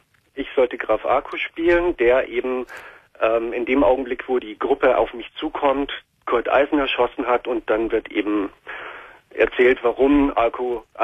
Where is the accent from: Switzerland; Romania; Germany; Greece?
Germany; Munich, Bavaria; born or raised there